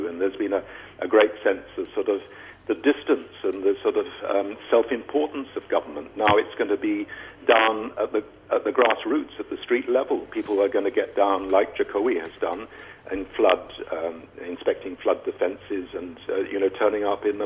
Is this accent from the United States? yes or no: no; Ireland; I mean, that's, you know, something like four times the size of my home country, Ireland.